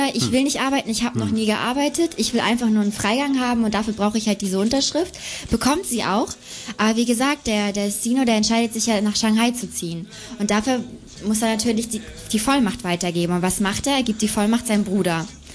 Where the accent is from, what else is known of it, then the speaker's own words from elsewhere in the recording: Hamburg, Germany; Ja, ich bin ja da groß geworden. Aha. Und das war natürlich schon mal richtig schön, als Hamburgerin im Ausland diesen Film zu sehen.